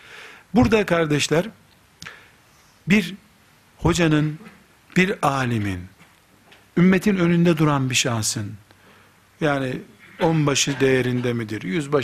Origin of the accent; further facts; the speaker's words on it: Black Sea Region, Turkey; Karadeniz çocuğu olduğumuzu da unutmayın. Yani böyle dedim diye her yerli değilim, Karadenizliyim.